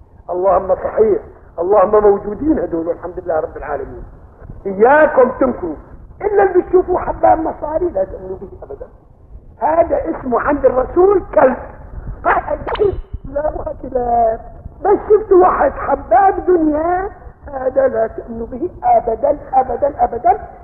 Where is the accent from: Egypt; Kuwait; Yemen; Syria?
Syria; Aleppo, Aleppo Governorate; هذا قضيب البال مشهور كان عندنا في حلب